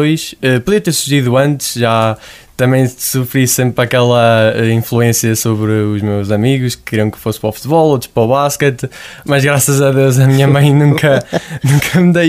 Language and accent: Portuguese; Senhor das Almas, Portugal; Não, sou do Senhor das Almas.